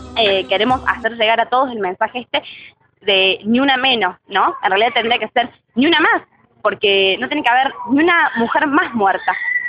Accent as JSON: {"language": "Spanish", "town": "La Cumbre", "region": "Córdoba", "country": "Argentina", "said": "Yo soy de La Cumbre, así que viajo todos los días y vuelvo a mi casa a las 10:30 de la noche, 11, cuando salgo del colegio. Y nunca había tenido miedo, vivo en un barrio en la entrada de La Cumbre"}